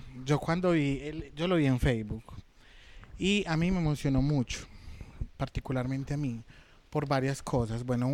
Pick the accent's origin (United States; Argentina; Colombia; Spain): Colombia; Medellín, Antioquia; particularmente nosotros que somos de Medellín